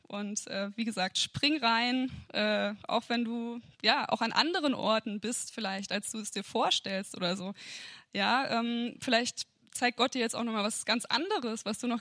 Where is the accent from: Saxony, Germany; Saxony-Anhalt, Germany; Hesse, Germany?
Hesse, Germany; Kassel; moved away as an adult; ich komme ja eigentlich aus Kassel und bin so vor einem guten Jahr hierher gezogen.